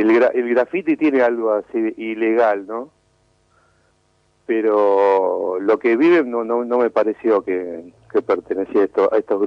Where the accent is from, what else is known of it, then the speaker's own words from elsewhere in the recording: Córdoba, Argentina; Yo soy cordobés, sí.